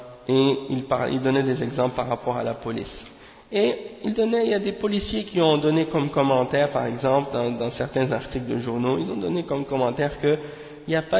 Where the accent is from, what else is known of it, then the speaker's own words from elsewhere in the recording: Montreal, Quebec, Canada; dans un quartier à Montréal, c'est-à-dire à Montréal-Nord, hein. Et bien entendu, c'est là que j'ai grandi, à Montréal-Nord